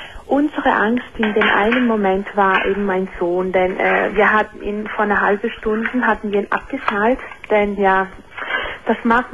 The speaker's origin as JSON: {"language": "German", "country": "Italy", "said": "also ich bin eine Italienerin."}